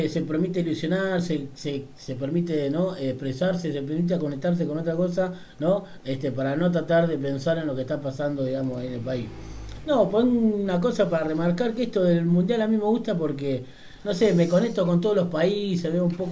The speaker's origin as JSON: {"language": "Spanish", "country": "Argentina", "said": "Como todo, así como todo argentino"}